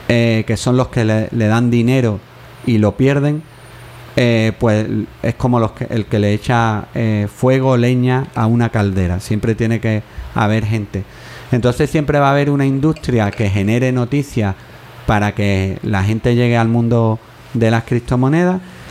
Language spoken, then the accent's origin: Spanish; Jerez de la Frontera, Andalusia, Spain; pero en mi tierra, en Jerez, hubo lo que se llamó el zoquito